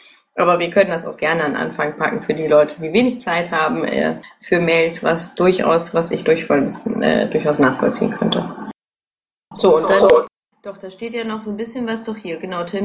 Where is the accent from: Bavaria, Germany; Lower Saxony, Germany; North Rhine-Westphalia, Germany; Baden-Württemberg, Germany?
North Rhine-Westphalia, Germany; Dortmund; Ja, ich komme aus Dortmund